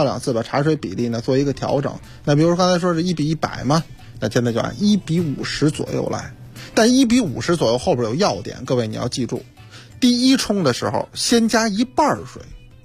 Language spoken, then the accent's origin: Chinese; Beijing, China; accent: Beijing; 咱们北京话说，一小捏儿